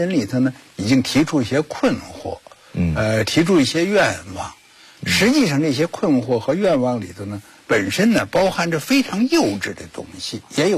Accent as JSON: {"language": "Chinese", "region": "Beijing", "country": "China", "tie": "born or raised there", "said": "我出生在1934年出生三年就赶上日本军队这个卢沟桥事变占领北京，然后我小学阶段是在日伪统治下度过的小学阶段"}